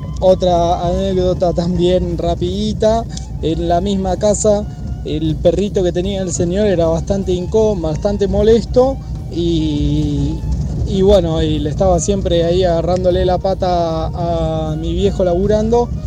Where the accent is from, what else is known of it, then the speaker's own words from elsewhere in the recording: Los Molles, San Luis, Argentina; de Los Molles, San Luis, para contar mi anécdota laboral.